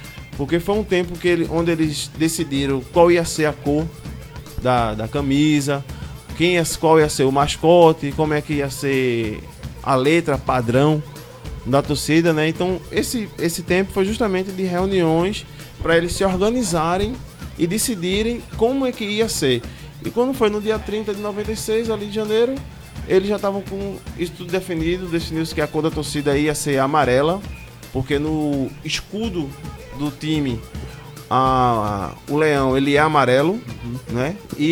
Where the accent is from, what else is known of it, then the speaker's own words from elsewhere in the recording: Pernambuco, Brazil; Sou pernambucano, adoro carnaval, né?